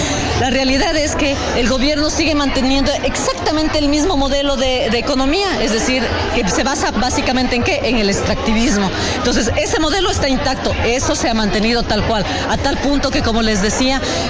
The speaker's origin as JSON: {"language": "Spanish", "country": "Ecuador", "said": "vengo de Ecuador"}